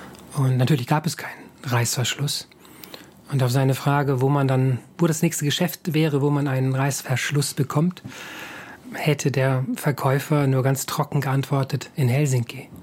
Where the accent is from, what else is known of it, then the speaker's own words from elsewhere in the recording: Hamburg, Germany; now in Estonia; ich komme aus Hamburg, in Hamburg leben ja sehr viel mehr Menschen als hier in ganz Estland, ne?